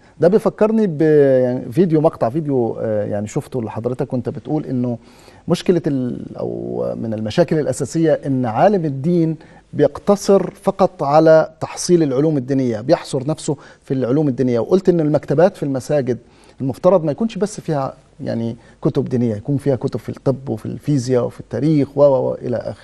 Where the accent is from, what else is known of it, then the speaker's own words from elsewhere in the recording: Egypt; يعني بتثير الجدل هنا حتى عندنا في مصر